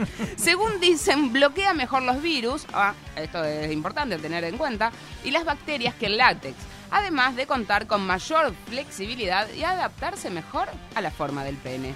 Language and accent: Spanish; Rosario, Santa Fe, Argentina; also born or lived in Gálvez; he sido nacida aquí, criada durante un tiempo de vida y después me llevaron a esa ciudad hermosa, intitulada Galvez Cere.